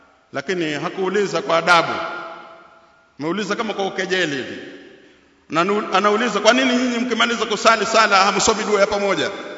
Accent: Zanzibar, Tanzania; Sisi tumezaliwa Zanzibar, tumesoma Zanzibar, tunajua zaidi.

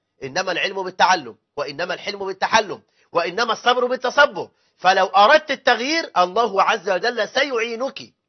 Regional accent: Egypt; هذا كلام قليل جدا عندنا في مصر

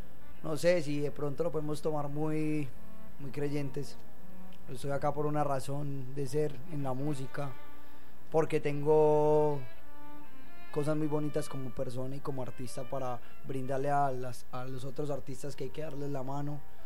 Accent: Marinilla, Antioquia, Colombia; also born or lived in San Pedro de los Milagros; tengo mucha familia en Marinilla, Antioquia, la mayoría de mi familia vive en Marinilla, pero yo no nací en Marinilla, nací en San Pedro de los Milagros, un pueblo también lechero y montañero.

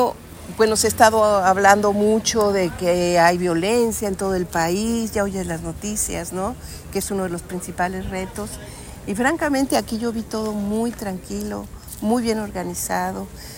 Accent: Mexico; Esto me impresiona muy satisfactoriamente, verás, como mexicana

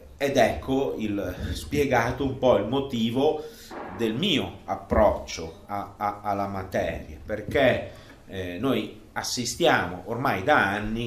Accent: Russia; Italian is a second language; Noi usiamo la parola, traduciamo con Russia sia Rus che Russia, e quindi per noi russi è

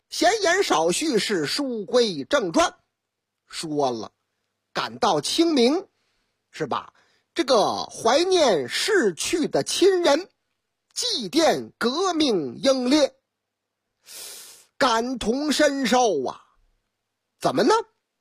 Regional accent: Shanghai, China; 你看我老家嘛，哎，俺的老家上海人心就是细

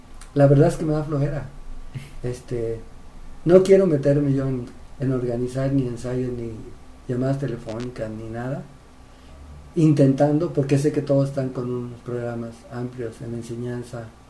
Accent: San Luis Potosí, Mexico; born there; also born or lived in Oaxaca / Tijuana; Soy oaxaqueño de barriga. Tijuanense de rebeldía, potosímico de nacimiento, engendrado en Chapala.

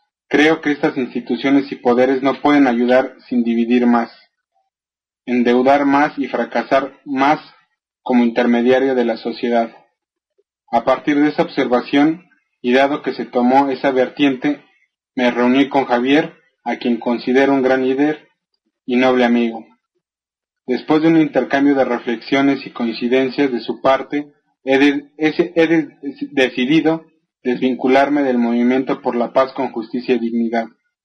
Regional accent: Mexico; Soy un mexicano afectado profundamente por la violencia.

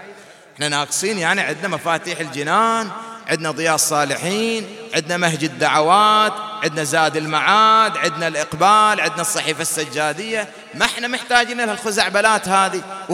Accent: Bahrain; وهذه الأمور حادثة عندنا في البحرين

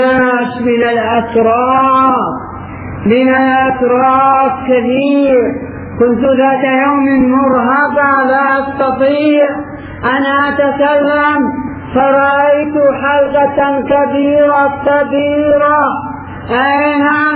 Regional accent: Hadhramaut, Yemen; فلا نذهب بعيدا هنا عندنا في حضرموت في الغوطة

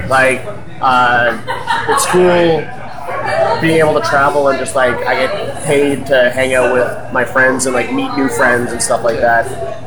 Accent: Fort McMurray, Alberta, Canada; born there; I was originally born in Fort McMurray, Alberta

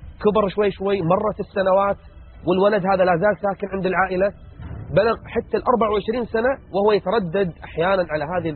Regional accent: Kuwait; 45,000 فقط يدخلون عندنا في الكويت

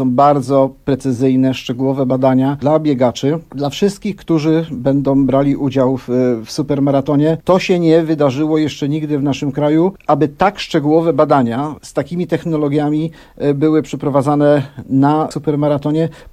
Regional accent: Gniezno, Greater Poland Voivodeship, Poland; ale my jesteśmy z Gniezna

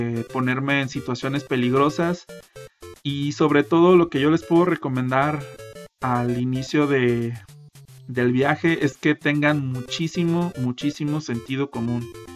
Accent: Mexico; estoy en Guadalajara, Jalisco, México, el mejor país de toda Latinoamérica, siendo que yo soy mexicano, obviamente.

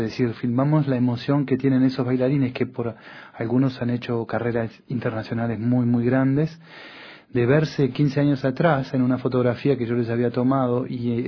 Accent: Uruguay; now in France; Yo soy uruguayo y hace muchos años que estoy en Francia, pero el tango fue una cosa que me hizo reencontrar con la cultura nuestra del Río de la Plata

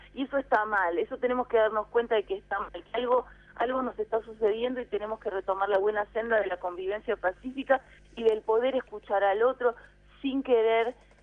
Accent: Buenos Aires, Argentina; la ciudad de Buenos Aires, sobre todo, que es donde yo nací, fui criada, son los bares

